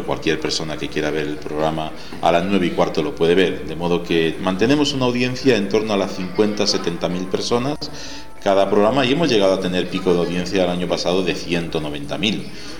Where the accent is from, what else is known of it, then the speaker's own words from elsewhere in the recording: Úbeda, Andalusia, Spain; mi infancia, nacido y criado en Úbeda, en la provincia de Jaén, y todavía le tengo mucho cariño a mi tierra